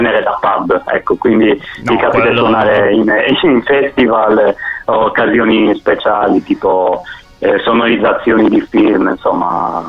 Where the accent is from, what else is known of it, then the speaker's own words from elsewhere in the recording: Iglesias, Sardinia, Italy; Io vivo in Sardegna, vengo dal profondo sud della Sardegna, da una cittadina che si chiama Iglesias.